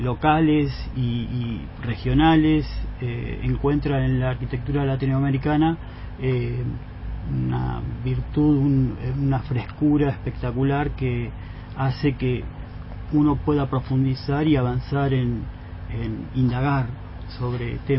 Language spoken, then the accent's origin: Spanish; La Plata, Buenos Aires Province, Argentina; Bueno, yo soy de La Plata, nací acá, me formé en la ciudad de La Plata, ingresé en la universidad en la década del 90 y me recibí en el 97